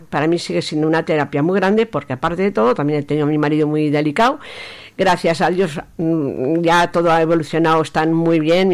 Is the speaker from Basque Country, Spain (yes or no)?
no; Aragon, Spain; Yo soy maña de los pies a la cabeza